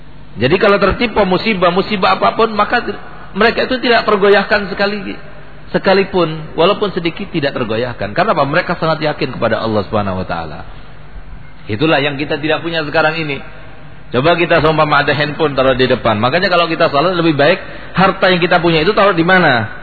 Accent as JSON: {"language": "Indonesian", "region": "East Java", "country": "Indonesia", "said": "Tapi yang Madura jangan tersinggung karena saya sendiri Madura."}